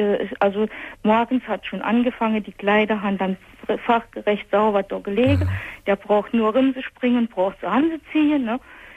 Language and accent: German; Saarland, Germany; Das ist bei uns im Saarland ist das sogar.